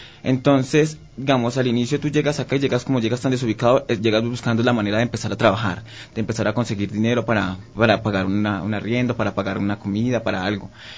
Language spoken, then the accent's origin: Spanish; Colombia; now in Quito, Ecuador; nosotros ya somos personas de la comunidad LGBT, somos colombianos, yo tengo mi esposo, tuvimos que salir de Colombia por persecución, porque recibimos amenazas de un grupo armado.